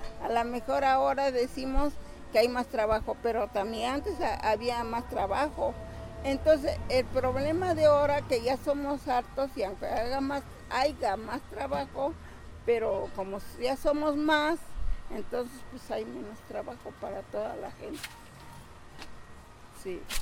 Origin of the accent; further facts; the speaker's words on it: San Bernardino Tlaxcalancingo, Puebla, Mexico; Soy de San Bernardino, Tlaxcalancingo.